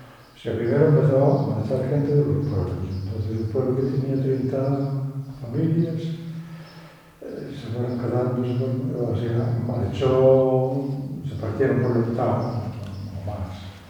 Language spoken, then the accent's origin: Spanish; Lugo, Galicia, Spain; Yo soy de Lugo.